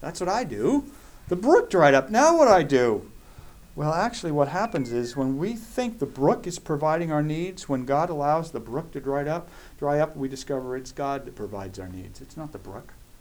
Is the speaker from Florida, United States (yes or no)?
no; California, United States; I grew up in Southern California.